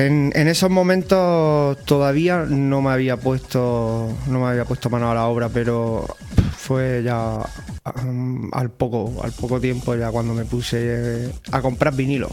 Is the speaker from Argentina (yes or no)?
no; Zaragoza, Aragon, Spain; also born or lived in Granada; allí en Zaragoza me crié, mi adolescencia la pasé allí, aunque yo nací aquí en Granada.